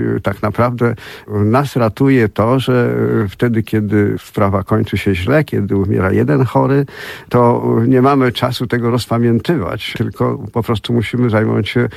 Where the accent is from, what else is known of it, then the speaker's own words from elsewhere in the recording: Gdynia, Pomeranian Voivodeship, Poland; Ja z Gdyni pochodzę.